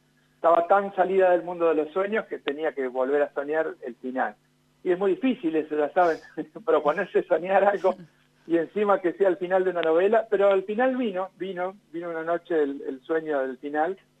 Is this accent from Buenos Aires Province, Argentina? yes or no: no; Ingeniero Luiggi, La Pampa, Argentina; now in General Pico, Argentina; lo presenté en Ingeniero Luigi hace 2 semanas, que es mi pueblo natal